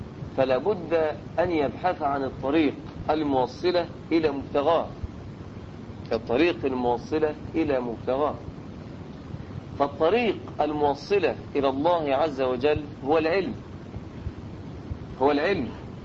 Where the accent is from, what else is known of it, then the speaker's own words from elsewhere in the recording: Egypt; احنا عندنا في مصر عدة عهود